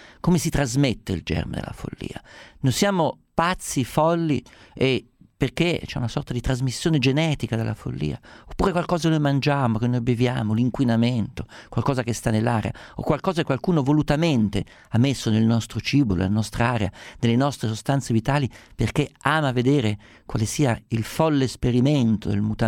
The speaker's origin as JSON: {"language": "Italian", "region": "Umbria", "country": "Italy", "said": "essendo umbro so esattamente quanto Gubbio sia una città felicemente colpita dallo stigma di questa follia"}